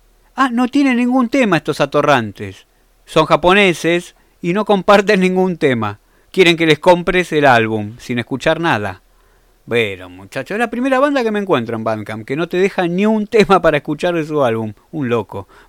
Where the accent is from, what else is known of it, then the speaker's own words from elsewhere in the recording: Argentina; Me voy a comer un sándwich de milanesa, como buen argentino que soy.